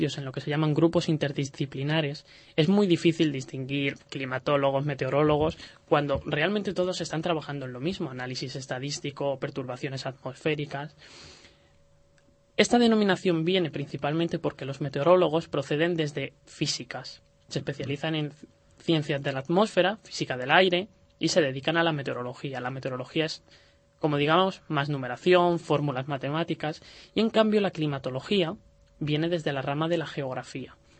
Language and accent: Spanish; Toledo, Castilla-La Mancha, Spain; es el mediterráneo del interior, de la zona de Madrid, Toledo, que además es de donde yo soy.